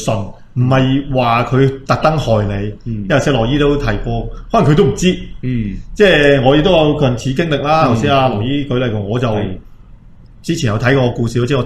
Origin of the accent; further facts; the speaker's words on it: Taiwan; 咁我都係台灣人